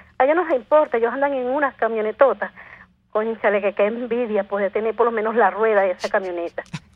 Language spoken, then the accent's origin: Spanish; Venezuela; vemos venezolanos, y me incluyo porque soy venezolana